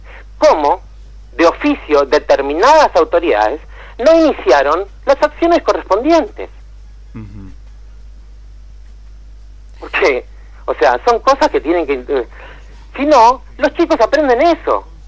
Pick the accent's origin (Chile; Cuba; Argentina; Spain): Argentina; lo que queremos que seamos vocero, digamos, de nuestra voluntad popular y de lo que nos reflejamos como argentinos